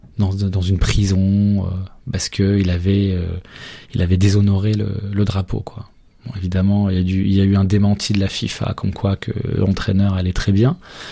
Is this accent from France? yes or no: yes; Lyon, Auvergne-Rhône-Alpes, France; Parce que je suis lyonnais, donc je me rappelle de ce moment-là.